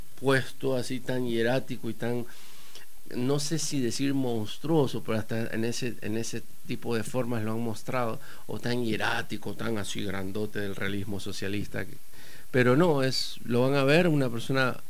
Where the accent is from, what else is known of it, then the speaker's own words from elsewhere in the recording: La Plata, Buenos Aires Province, Argentina; Sí, soy platense, soy argénica platense en un proceso avanzado de salvadoreñamiento.